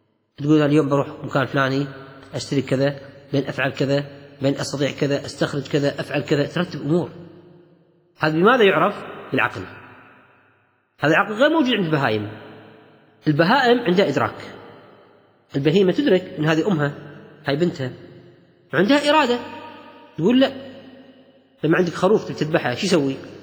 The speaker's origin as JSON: {"language": "Arabic", "country": "Kuwait", "said": "وهذا إطلاق موجود عند الكويتيين في لهجتنا العامية."}